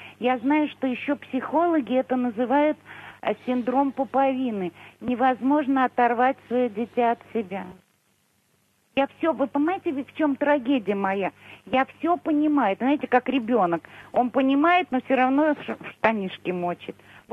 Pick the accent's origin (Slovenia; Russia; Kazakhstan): Russia; Moscow; Мы старые москвичи, очень древние москвичи